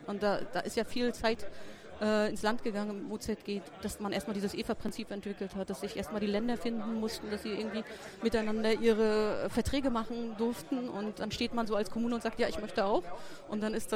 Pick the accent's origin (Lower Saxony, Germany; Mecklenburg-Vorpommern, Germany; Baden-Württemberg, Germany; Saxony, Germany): Mecklenburg-Vorpommern, Germany; Ich komme aus Nordwestmecklenburg und ich beschäftige mich auch mit der Verwaltungsdigitalisierung.